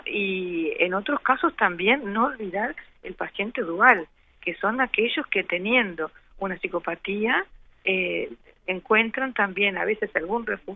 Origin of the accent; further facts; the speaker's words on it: Uruguay; poder sentirnos como uruguayos